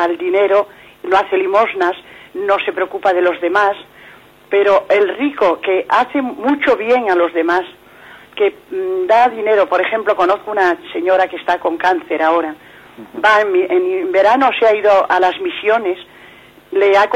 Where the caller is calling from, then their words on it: Madrid, Community of Madrid, Spain; de Madrid.